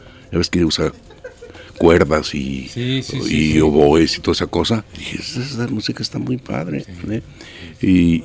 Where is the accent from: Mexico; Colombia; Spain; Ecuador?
Mexico; Jalisco; also born or lived in Mexico City; Yo soy de aquí de Jalisco. Sí. Y estaba radicando en la Ciudad de México en ese tiempo.